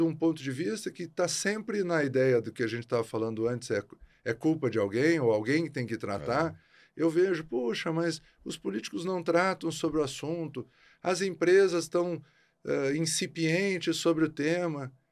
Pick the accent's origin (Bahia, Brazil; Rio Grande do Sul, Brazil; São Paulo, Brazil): Rio Grande do Sul, Brazil; Porto Alegre; E natural de Porto Alegre.